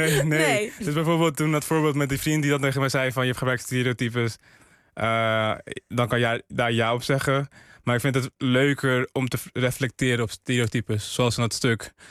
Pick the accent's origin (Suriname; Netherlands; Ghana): Ghana; die man kwam mij voor als een Surinaamse man. Ik was Ghanees.